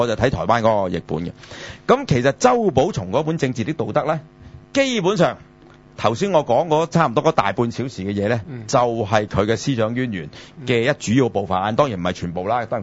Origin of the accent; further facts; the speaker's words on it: China; 但係你知我哋中國人咧就好怕單字嘅